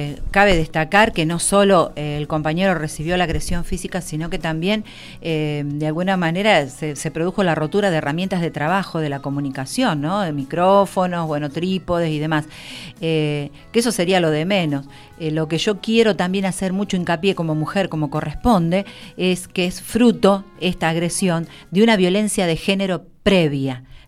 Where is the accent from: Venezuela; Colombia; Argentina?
Argentina; todo este tiempo difícil que nos toca como argentinos y argentinas contra el ajuste